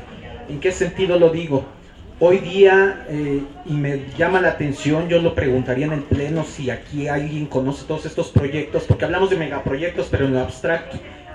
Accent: Xochimilco, Mexico City, Mexico; también soy de Xochimilco.

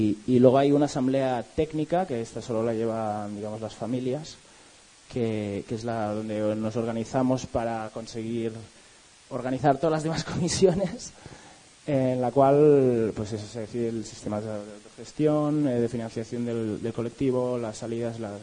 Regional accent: Barcelona, Catalonia, Spain; de Barcelona, del proyecto de La Piña, una escuela libre que empezó en el 2004.

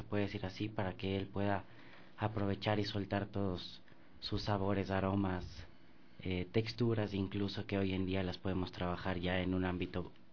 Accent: Ecuador; Nosotros somos ecuatorianos, pero a pesar de ser ecuatorianos no estamos lejos de ser hermanos en la comunidad andina

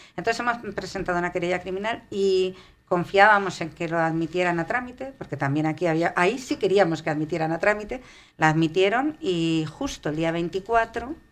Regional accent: Madrid, Community of Madrid, Spain; Somos de Vallecas, vivimos en Vallecas, trabajamos en Vallecas y los vecinos se han portado siempre muy bien.

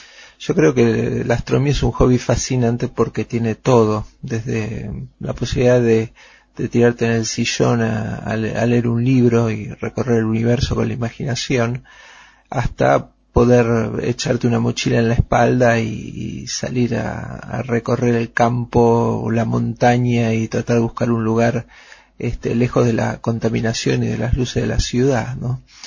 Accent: Buenos Aires, Argentina; nací y me crié en Buenos Aires, en una época en que la ciudad era mucho más chica, mucho más segura de lo que es hoy, y además se podían ver las estrellas.

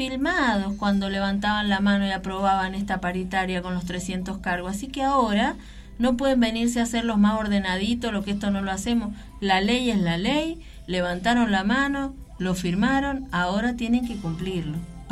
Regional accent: Mendoza, Argentina; el problema que tenemos todos como mendocinos

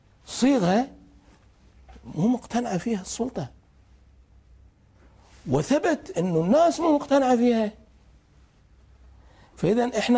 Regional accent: Kuwait; ايش وردت ديرتنا طلبنا أي بلد يتعرض لما تعرضت له الكويت لازم تشكل لجنة تحقق في الموضوع

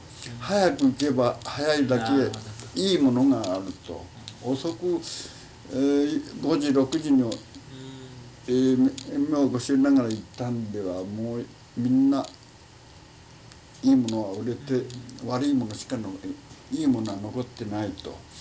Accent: United States; first language English; Japanese is a second language; アメリカで生まれてアメリカの習慣で育ったものですから、まずアメリカですな。

